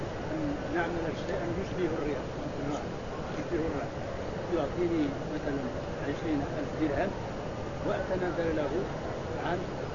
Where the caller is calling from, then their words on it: Morocco; لما يسمع عندنا في المغرب بالرعن، هل هذا مشروع؟